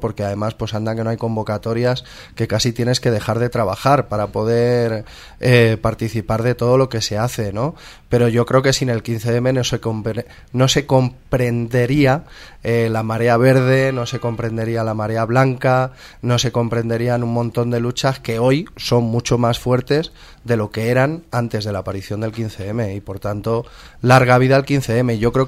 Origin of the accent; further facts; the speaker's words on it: Móstoles, Community of Madrid, Spain; En mi pueblo, por ejemplo, en Móstoles, que el 15M sigue vivo y sigue funcionando